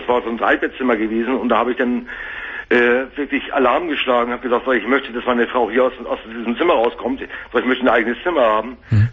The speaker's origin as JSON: {"language": "German", "region": "Hamburg", "country": "Germany", "said": "Weil das wäre eine Katastrophe hier gewesen in Hamburg. Ich komme aus Hamburg."}